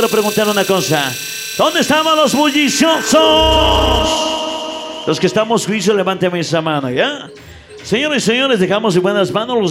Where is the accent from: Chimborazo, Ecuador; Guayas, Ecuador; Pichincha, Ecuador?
Pichincha, Ecuador; Quito; Para mis amigos que somos del sur de Quito, ¿dónde estaba?